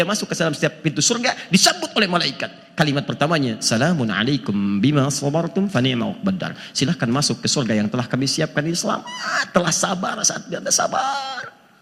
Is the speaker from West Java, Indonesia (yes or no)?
yes; Antapani, West Java, Indonesia; Saya dari Antapani, bisa mengandung, melahirkan tanpa ada seorang ayah.